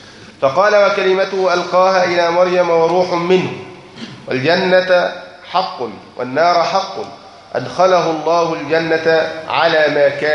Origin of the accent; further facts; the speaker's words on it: Egypt; يعني الإخوان عندنا في مصر